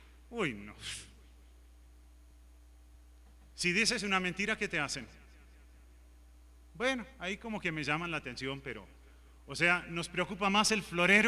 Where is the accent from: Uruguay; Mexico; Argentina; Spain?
Uruguay; Yo soy uruguayo, me crié en el Uruguay, también de padres norteamericanos.